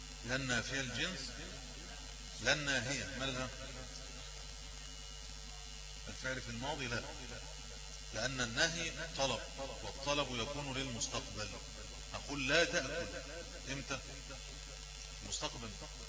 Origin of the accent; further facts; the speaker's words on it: Egypt; يعني كما في المثل المشهور عندنا في مصر